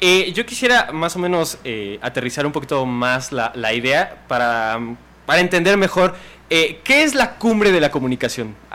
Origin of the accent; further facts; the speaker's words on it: Mexico; ahí sí todos somos mexicanos y festejamos el 16 y somos muy muy patriotas